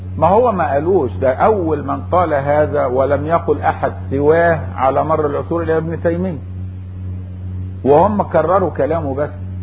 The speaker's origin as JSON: {"language": "Arabic", "country": "Egypt", "said": "ومن اهل مصر يا جماعة، واحنا بنقول ان احنا مصريين واجدادنا واحد"}